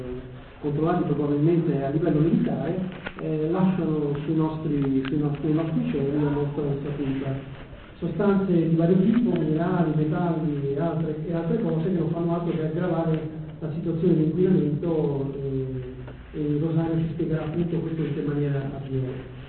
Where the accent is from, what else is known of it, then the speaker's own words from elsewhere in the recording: Sanremo, Liguria, Italy; Io vengo da Sanremo